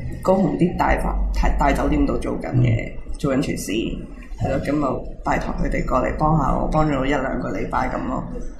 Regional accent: Hong Kong; now in Taiwan; 因为我会觉得我系香港嚟嘅，

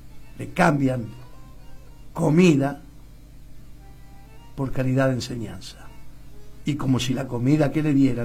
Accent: Argentina; ¿Somos o no somos pelotudos los argentinos?

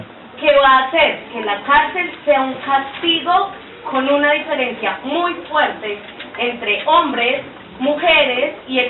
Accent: Colombia; soy colombiana

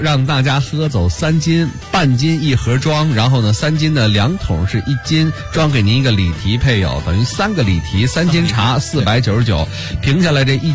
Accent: Beijing, China

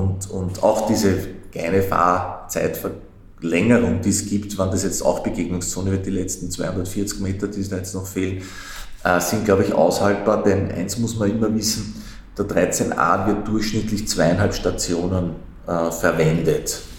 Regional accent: Vienna, Austria; Als Wiener ist man das ja gewohnt, über Bezirksgrenzen hinweg zu wohnen

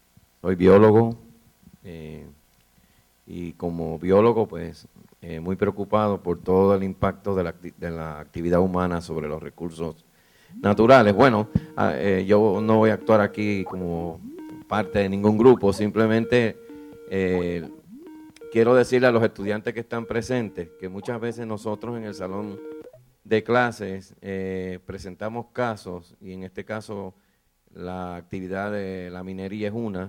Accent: Dominican Republic; La República Dominicana, de donde yo soy, también soy dominicano

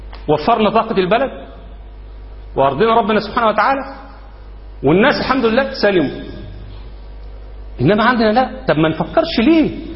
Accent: Egypt; إنما احنا عندنا في مصر لما عملوا الدستور قالوا مصر دولة إسلامية،

